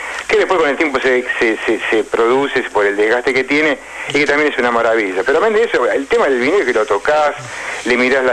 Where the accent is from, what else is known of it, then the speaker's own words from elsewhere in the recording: Argentina; como argentino, yo me incluyo, porque soy argentino